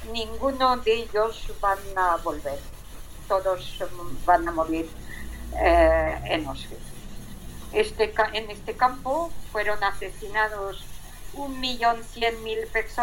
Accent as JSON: {"language": "Spanish", "country": "France", "second_language": "Spanish", "said": "de parte de mi padre, origen polaco, de parte de mi padre, en realidad soy francesa desde el siglo XVIII."}